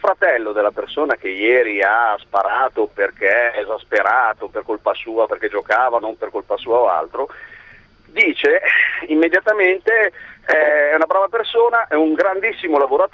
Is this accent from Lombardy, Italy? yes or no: yes; Milan, Lombardy, Italy; also born or lived in Calabria; sono di un paesino che si affaccia proprio su Rosarno, anche se sono cresciuto a Milano.